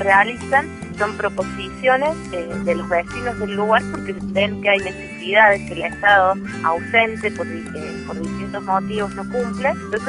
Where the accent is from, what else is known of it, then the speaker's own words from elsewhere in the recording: Río Cuarto, Córdoba, Argentina; soy del Ciber Río Cuarto de la provincia de Córdoba